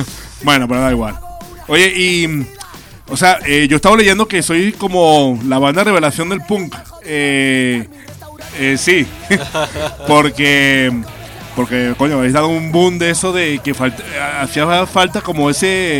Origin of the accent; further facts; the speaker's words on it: Venezuela; Yo soy de Venezuela, okay.